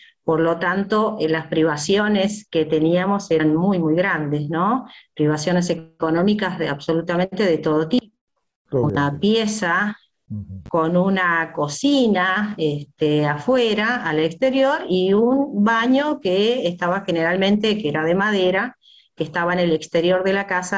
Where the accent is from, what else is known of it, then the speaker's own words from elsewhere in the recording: Tucumán, Argentina; born there; yo nací en Tucumán, en la colonia de la Rinconada, el ingenio de la Fronterita, que es donde trabajaban